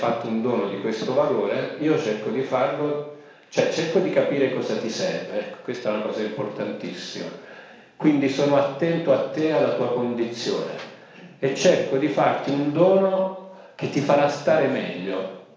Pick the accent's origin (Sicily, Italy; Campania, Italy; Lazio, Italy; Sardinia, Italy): Sicily, Italy; Io sono siciliano d'origine